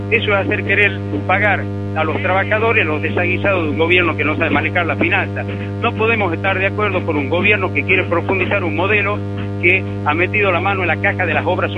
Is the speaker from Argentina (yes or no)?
yes; Tucumán, Argentina; hoy nadie puede estar ajeno como tucumano